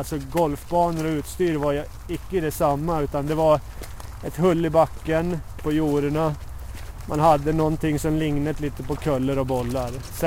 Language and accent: Swedish; Sweden; now in Norway; alltså jag kommer ju från Sverige och där kom ju boomen på 80-talet